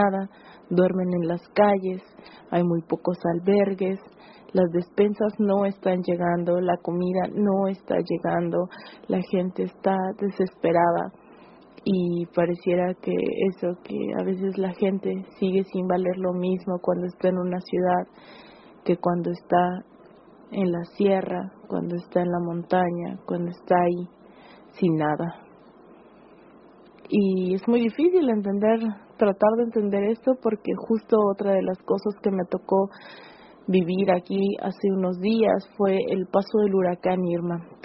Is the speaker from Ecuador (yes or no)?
no; Mexico; ustedes saben, soy de México